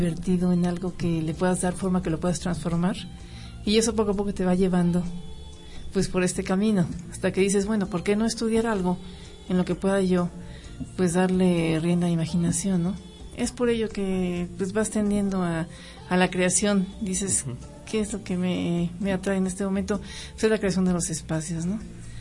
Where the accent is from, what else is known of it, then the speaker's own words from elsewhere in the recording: Pachuca, Hidalgo, Mexico; born there; Yo nací en Pachuca.